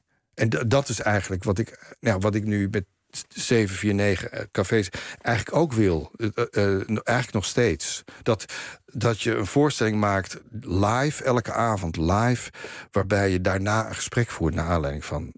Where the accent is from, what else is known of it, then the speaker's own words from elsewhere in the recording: Haarlem, North Holland, Netherlands; Het werktheater speelde op een gegeven moment bij ons in Haarlem.